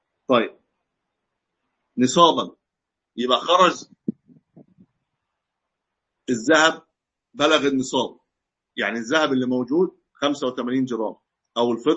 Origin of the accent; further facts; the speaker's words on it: Egypt; كما عندنا في مصر مثلا من الفراعنه